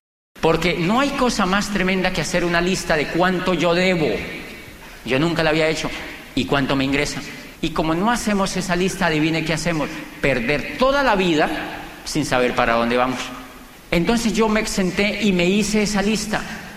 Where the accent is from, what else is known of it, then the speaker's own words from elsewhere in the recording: Colombia; Y yo le dije, yo vengo de Colombia.